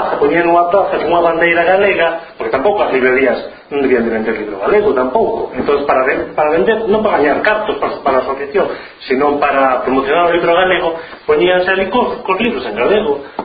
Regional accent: Cedeira, Galicia, Spain; eu son de Cedeira, dunha vila ali do norte, cerca de San Andrés de Teixido

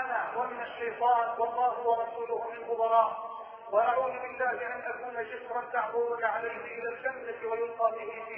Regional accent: Egypt; اللهم اجعل بلدنا مصر راحة للامن والامان

